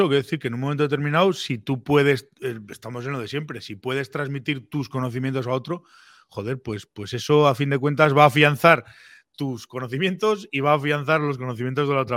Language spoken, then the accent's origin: Spanish; Pamplona, Navarre, Spain; yo, que soy un tío de Pamplona